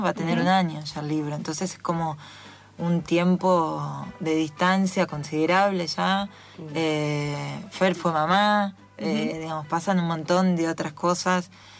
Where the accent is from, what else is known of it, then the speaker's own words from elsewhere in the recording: Las Varillas, Córdoba, Argentina; moved away; yo soy de Córdoba, de Las Varillas, de un pueblo chiquito, una ciudad chiquita.